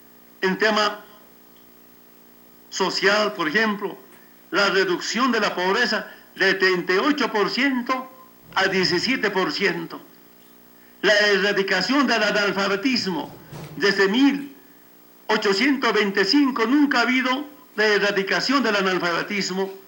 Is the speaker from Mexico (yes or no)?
no; Bolivia; Y ahora tenemos política propia como bolivianos.